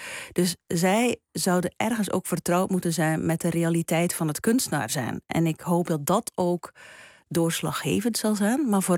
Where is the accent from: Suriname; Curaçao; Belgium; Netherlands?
Belgium; ik heb op mijn thuisland België... heel vaak denk ik van... gelukkig woon ik daar niet.